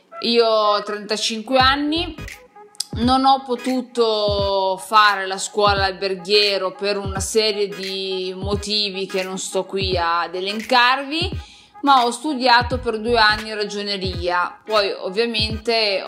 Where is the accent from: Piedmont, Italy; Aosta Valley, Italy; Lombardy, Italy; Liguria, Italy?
Piedmont, Italy; io sono nata da generazioni, comunque provengo dal Piemonte, da un piccolo paesino di alta montagna nell'Alto Piemonte, da una famiglia normalissima